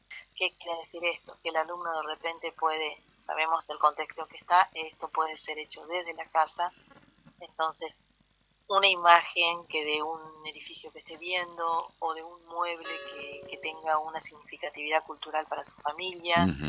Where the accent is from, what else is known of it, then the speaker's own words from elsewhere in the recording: Concordia, Entre Ríos, Argentina; mientras estudiaba el profesorado de biología en Concordia, yo soy de Concordia